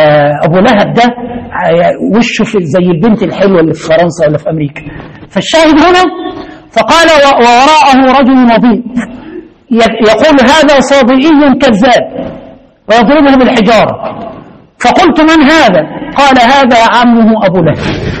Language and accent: Arabic; Egypt; زي ما زمان في عندنا في مصر في واحد اسمه الفتوة